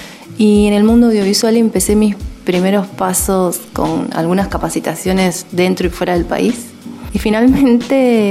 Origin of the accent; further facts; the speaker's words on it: Neuquén, Argentina; now in San Martín de los Andes, Argentina; soy de Neuquén Capital. Actualmente hace 4 años que vivo en la hermosa ciudad de San Martín de los Andes.